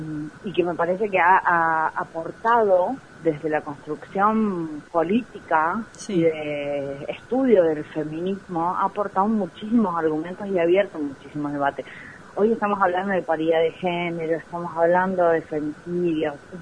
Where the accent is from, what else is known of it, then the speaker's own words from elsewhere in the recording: San Luis, Argentina; yo no soy cava centrista porque no soy de Buenos Aires, soy puntana.